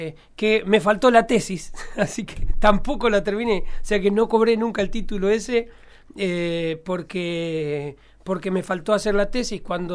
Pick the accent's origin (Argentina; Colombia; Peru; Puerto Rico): Argentina; Córdoba; Yo nací en un pueblito que hoy tiene 250 habitantes en la provincia de Córdoba.